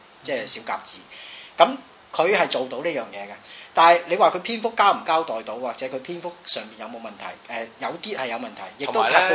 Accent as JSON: {"language": "Cantonese", "country": "Hong Kong", "said": "我哋香港人嘅淨係留意主流，咁你就喺藝術上面已經失敗"}